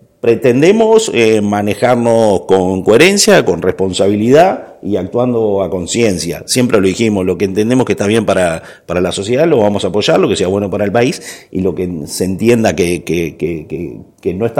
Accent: Canelones, Uruguay; principalmente quienes somos de Canelones

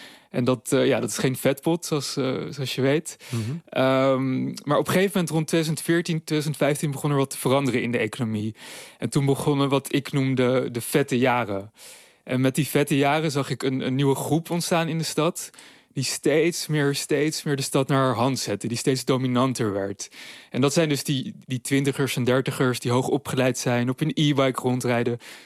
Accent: Amsterdam, North Holland, Netherlands; Ik zelf ben geboren en getogen in Amsterdam. Ik ben nu 34 en ik was zelf student tijdens de crisisjaren.

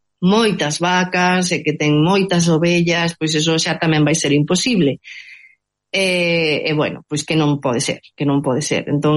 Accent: Covas, Galicia, Spain; que sabedes que eu son do Couto Misto, é de Covas, dos Blancos, non?

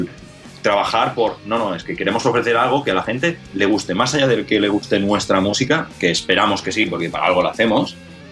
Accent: Terrassa, Catalonia, Spain; Fatal, porque nosotros somos de Tarrasa, entonces...

